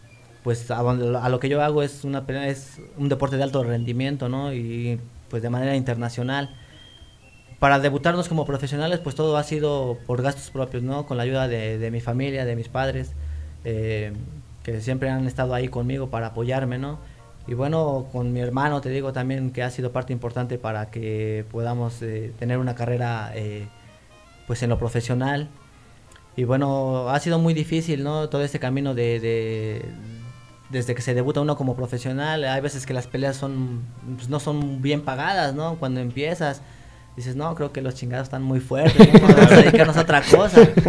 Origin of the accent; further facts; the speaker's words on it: Mexico; Como buen mexicano, ¿no?